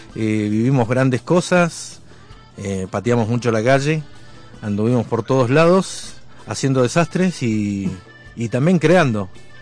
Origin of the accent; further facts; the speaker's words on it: Bariloche, Río Negro, Argentina; éramos hijos de obreros en los barrios altos barilochenses. Precisamente yo soy del San Seferino, el glorioso San Seferino.